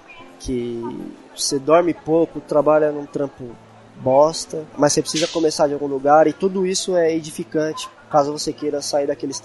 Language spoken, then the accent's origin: Portuguese; São Paulo, Brazil; a gente é da Zona Leste de São Paulo